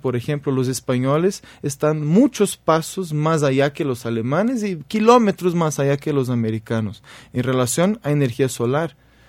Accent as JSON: {"language": "Spanish", "country": "Brazil", "second_language": "Spanish", "said": "Tú eres mexicano, yo soy brasileño"}